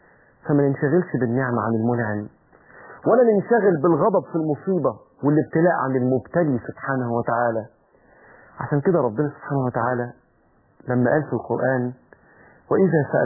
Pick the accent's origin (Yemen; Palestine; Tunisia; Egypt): Egypt; إن أنا جزء منه كان في بلدنا مصر